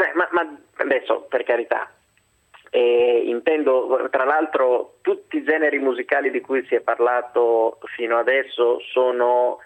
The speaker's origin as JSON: {"language": "Italian", "town": "Rimini", "region": "Emilia-Romagna", "country": "Italy", "said": "come buon riminese..."}